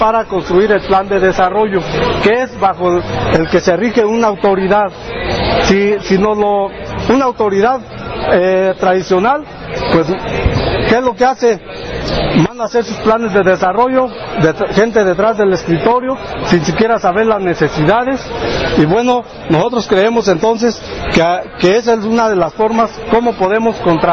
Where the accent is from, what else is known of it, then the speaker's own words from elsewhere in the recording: Cherán, Michoacán, Mexico; Yo, por ejemplo, soy de Cherán. Cherán es una comunidad que no fue colonizada, ¿sí? La forma como nos colonizaron a nosotros fue a través de la cruz, la religión, pero es una comunidad que no es mestiza